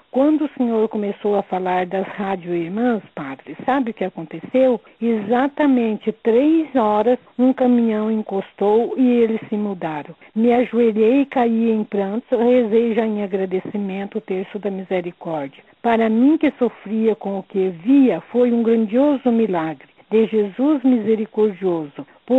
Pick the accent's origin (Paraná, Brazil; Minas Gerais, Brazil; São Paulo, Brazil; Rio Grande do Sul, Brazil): Paraná, Brazil; Curitiba; sou de Curitiba, moro num bairro onde tem de tudo, bom e ruim.